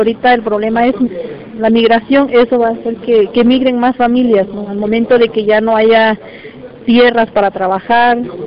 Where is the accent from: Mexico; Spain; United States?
Mexico; San Pedro Tututepec, Oaxaca; Vengo de la costa de Oaxaca. Pertenezco a la Costa Grande, que es el municipio de San Pedro Tututepec.